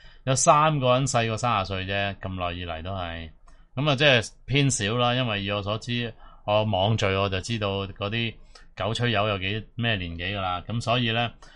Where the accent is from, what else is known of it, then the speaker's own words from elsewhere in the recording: Hong Kong; 我谂佢受到嘅压迫咧，比我哋香港人更加大十倍以上